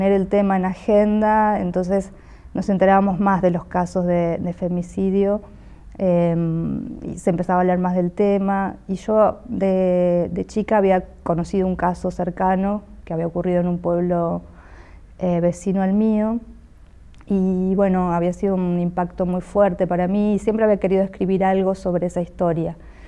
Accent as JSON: {"language": "Spanish", "country": "Argentina", "said": "soy escritora y soy de Argentina."}